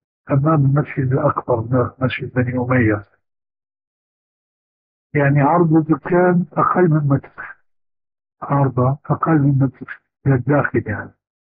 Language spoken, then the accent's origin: Arabic; Syria; وبلغت شيرة أيضا يقولون عندنا في الشام